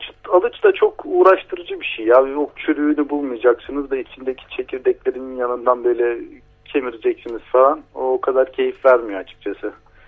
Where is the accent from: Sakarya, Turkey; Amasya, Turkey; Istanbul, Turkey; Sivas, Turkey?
Amasya, Turkey; Benim çocukluğum Amasya'da geçti.